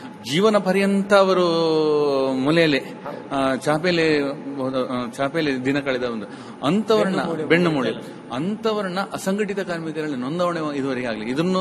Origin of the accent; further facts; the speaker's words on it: Kaup, Karnataka, India; ಅಂತೂ ನಮ್ಮ ಕಾಪು, ನಂಗೆ ಏನಂದ್ರೆ ಕಾಪು ತಾಲೂಕು ನಮ್ಮ ಊರಲ್ಲಿ